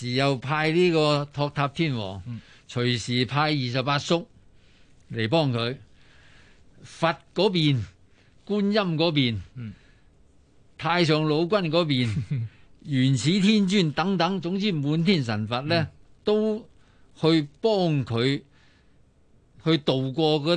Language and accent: Cantonese; Hong Kong; 作为香港人嚟讲咧，我觉得唔应该妄自菲薄